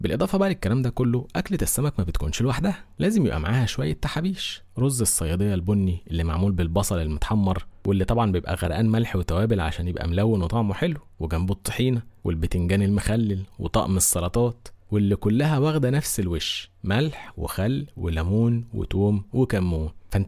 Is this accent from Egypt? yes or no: yes; Egypt; وخصوصا عندنا في مصر